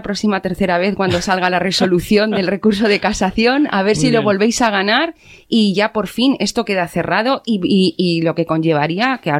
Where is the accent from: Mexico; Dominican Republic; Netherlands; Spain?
Spain; Aragon; yo como ciudadana aragonesa os doy las gracias